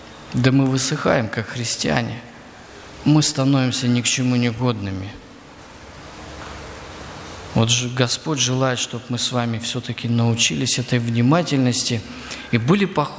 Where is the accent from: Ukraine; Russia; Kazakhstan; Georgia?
Ukraine; Crimea; вот у нас, где я вырос, в Крыму, очень жарко.